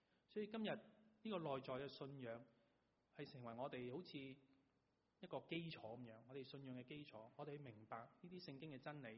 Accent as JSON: {"language": "Cantonese", "country": "China", "said": "当然这个喜乐不是我们中国人讲的笑傲江湖"}